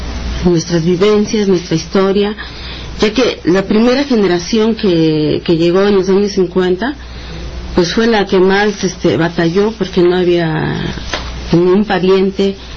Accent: Santa María Tabegua, Oaxaca, Mexico; Nosotros somos de Santa María Tabegua, que está ubicada en la Sierra Norte de Oaxaca, Sierra Zapoteca.

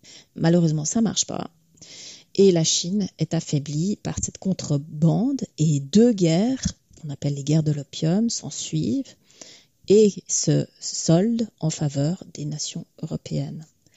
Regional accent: Switzerland; Donc, en tant que Suissesse, j'aurais bien voulu

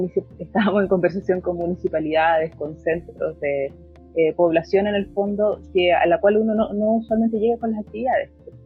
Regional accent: Los Angeles, California, United States; yo soy de Los Ángeles, no había sido para una actividad en Los Ángeles, ahora no puedo viajar

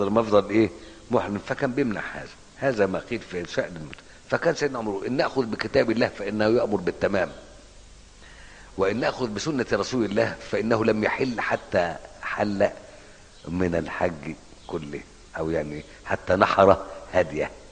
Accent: Egypt; انت مالك ومالنا احنا مصريين بنتكلم مع بعض

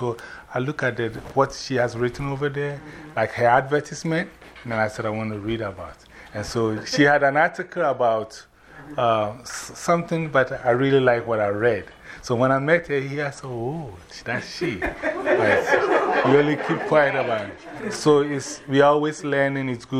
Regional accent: Ghana; now in New York, United States; I'm from New York by way of Ghana, West Africa. I've been in this country for almost about, I always say plus, so it's 111, so 555 plus.

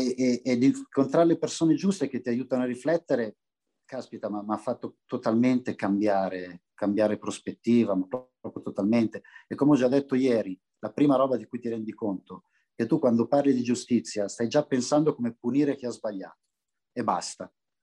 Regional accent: Milan, Lombardy, Italy; io ero un ragazzo nato e cresciuto in Barona, Milano, che è un quartiere, per usare un eufemismo, diciamo vivace. Era un quartiere in profonda periferia di Milano

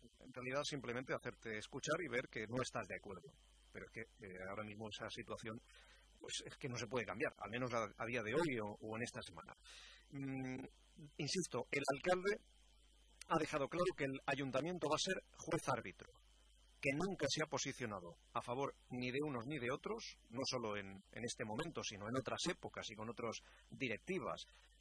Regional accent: Elche, Valencian Community, Spain; que para eso somos personas y somos todos de Elche

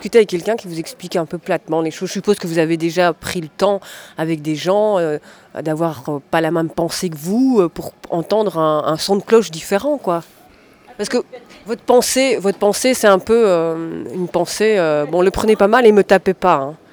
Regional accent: Belgium; born there; je suis née ici en Belgique

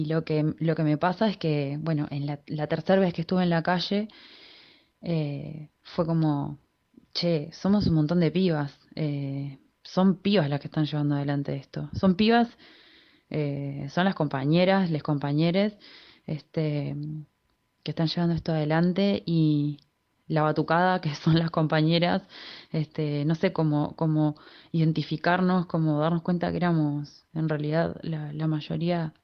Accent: Mendoza, Argentina; Yo soy de Mendoza, de una provincia de Argentina que está al oeste del país, sobre la cordillera de los Andes, donde se vive un clima árido, seco, llueve muy pocas veces en el año.

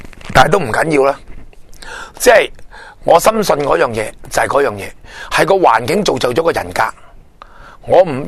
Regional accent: Hong Kong; 我哋香港人都系，而家我哋落籍喺嗰边嘅人

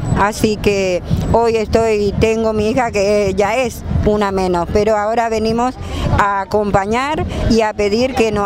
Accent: Paraguay; now in Argentina; Soy de Paraguay.

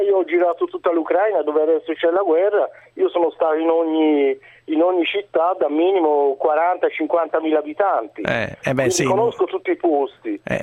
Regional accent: Florence, Tuscany, Italy; Io sono di Firenze centro.

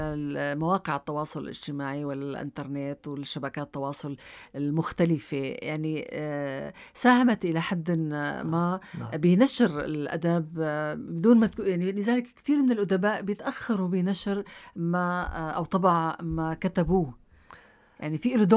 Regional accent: Syria; بتركز من خلال كتاباتك على الواقع اللي بتعيشه المرأة عندنا بسوريا إلى حد ما

